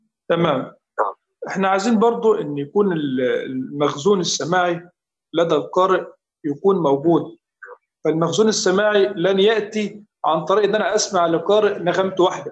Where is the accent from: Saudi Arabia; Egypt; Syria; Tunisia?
Egypt; يعني هذا ليس لان انا مصري واشيد الى قراء مصر